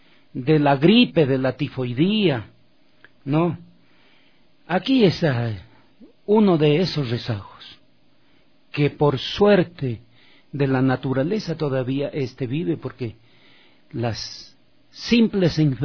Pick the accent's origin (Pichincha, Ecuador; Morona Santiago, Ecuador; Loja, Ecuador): Loja, Ecuador; yo soy de la provincia de Loja. Qué alegría saber que en mi tierra natal, donde yo nací